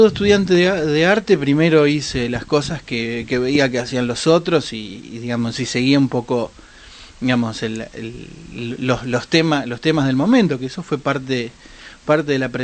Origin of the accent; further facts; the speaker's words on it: Rosario, Santa Fe, Argentina; also born or lived in Patagonia; me defino como rosarino de la Patagonia.